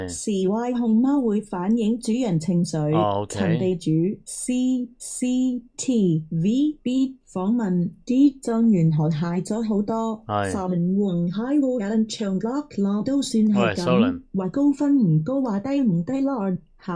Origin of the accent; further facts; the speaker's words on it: Hong Kong; 我哋香港人争取翻我哋香港啲嘢算了